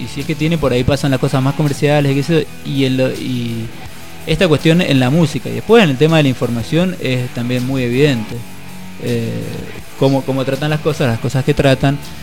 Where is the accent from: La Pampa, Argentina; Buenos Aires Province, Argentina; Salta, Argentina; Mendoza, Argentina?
Mendoza, Argentina; un programa que teníamos hace unos años en Mendoza, de donde soy oriundo, por si no se notó